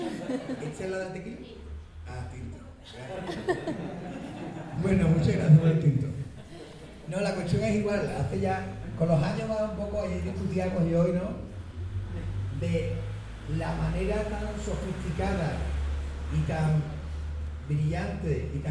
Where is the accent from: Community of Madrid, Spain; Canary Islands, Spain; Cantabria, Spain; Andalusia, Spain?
Andalusia, Spain; Seville; pero yo como sevillano decía que ahora, si somos europeos, ¿con quién me comunico?